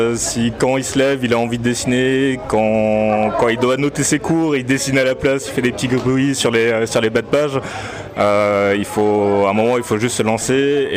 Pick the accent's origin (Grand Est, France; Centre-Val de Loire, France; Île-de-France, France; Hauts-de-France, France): Grand Est, France; Colmar; now in Strasbourg, France; Il est alsacien, on est basé sur Colmar. Et voilà, moi après j'habite sur Strasbourg, mais à la base je suis de Colmar.